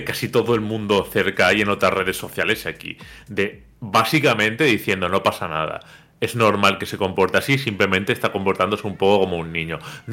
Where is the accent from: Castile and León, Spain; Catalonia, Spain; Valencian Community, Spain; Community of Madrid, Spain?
Valencian Community, Spain; Alicante; que soy de Alicante, que vengo en el tren del Benidorm Alicante los fines de semana